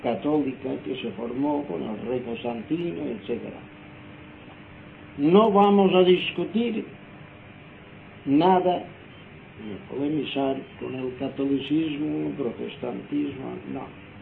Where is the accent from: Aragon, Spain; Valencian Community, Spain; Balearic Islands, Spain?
Balearic Islands, Spain; Inca; Aquí estamos en Palma de Mallorca. Yo, el que os habla, soy mallorquín, nací en el pueblo de Inca en el año 1918. Ahora tengo 82 años de edad.